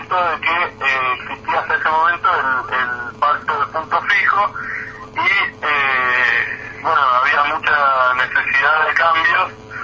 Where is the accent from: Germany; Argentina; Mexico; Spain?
Argentina; nuestra tendencia como argentinos